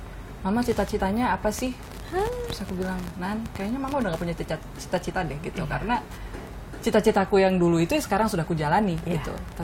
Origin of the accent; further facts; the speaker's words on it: Bandung, West Java, Indonesia; memang jarang bergaul di lingkungan Batak, kedua juga gak bisa bahasa Batak gitu ya. Lebih banyak ngomong bahasa Sunda karena besar dan lahir di Bandung